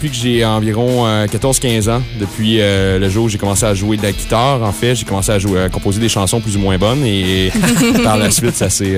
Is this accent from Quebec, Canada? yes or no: yes; Quebec, Canada; j'étais dans plusieurs groupes dans ma région natale, la Beauce.